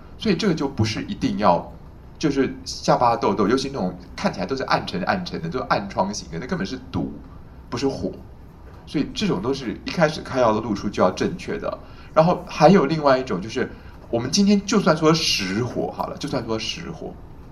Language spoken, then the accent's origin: Chinese; Taiwan; 像我们台湾人会卖什么青草茶、苦茶、凉茶，对不对？